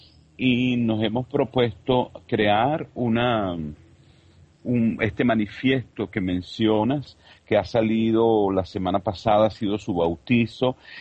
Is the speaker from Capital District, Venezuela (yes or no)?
yes; Caracas, Capital District, Venezuela; Vengo de Caracas, Venezuela